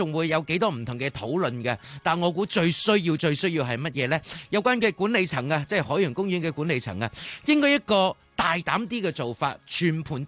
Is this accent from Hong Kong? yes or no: yes; Hong Kong; 但这个我们香港人一样都会去参加的嘛。